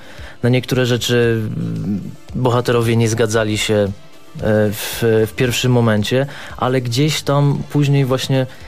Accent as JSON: {"language": "Polish", "town": "Gdynia", "region": "Pomeranian Voivodeship", "country": "Poland", "lives_now": "Warsaw, Poland", "said": "ja pochodzę z Gdyni, ale mieszkam w Warszawie"}